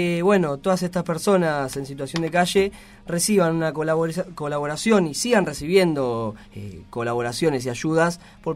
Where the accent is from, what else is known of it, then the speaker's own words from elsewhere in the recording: Quilmes, Buenos Aires Province, Argentina; yo, que soy de Quilmes